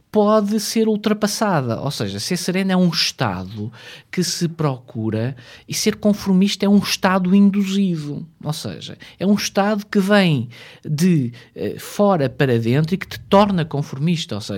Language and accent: Portuguese; Portugal; chegámos porque somos portugueses.